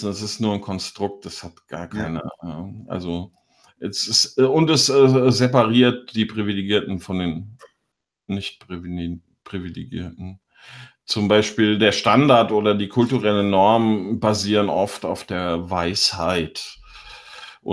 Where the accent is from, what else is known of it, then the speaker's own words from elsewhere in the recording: Biedenkopf, Hesse, Germany; Und ich komme aus Biedenkopf in Hessen.